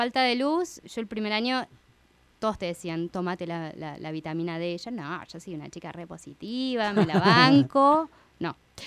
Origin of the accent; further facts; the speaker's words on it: Argentina; Yo como buena argentina